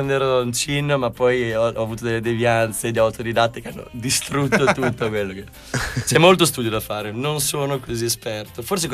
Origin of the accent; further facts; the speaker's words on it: Granarolo dell'Emilia, Emilia-Romagna, Italy; Dal momento che io sono di Granarolo dell'Emilia, no? Saluto Granarolo, e di fianco c'ho Budrio.